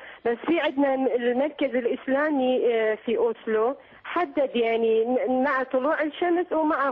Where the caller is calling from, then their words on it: Norway; أنا أتصل من النرويج.